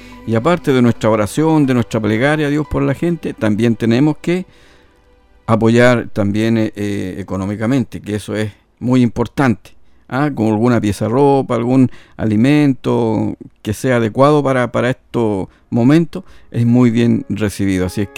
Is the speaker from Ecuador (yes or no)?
no; Chile; Y nosotros, como buen chileno, la hacemos a todo, con todo, como decimos, ¿verdad?